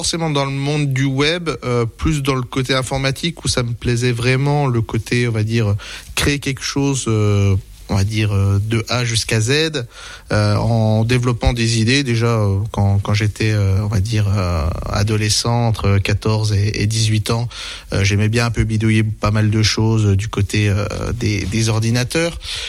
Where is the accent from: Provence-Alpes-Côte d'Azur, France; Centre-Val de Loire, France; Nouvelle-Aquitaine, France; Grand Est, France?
Grand Est, France; La Forge; donc moi je suis originaire d'ici, donc j'ai grandi à la Forge entre Remiremont et Gérardmer.